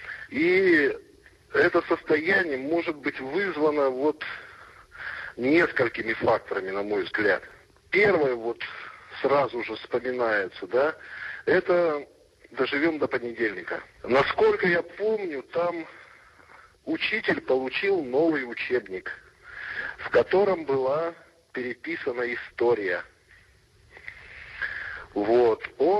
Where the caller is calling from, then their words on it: Yekaterinburg, Sverdlovsk Oblast, Russia; Я вам звоню из Екатеринбурга.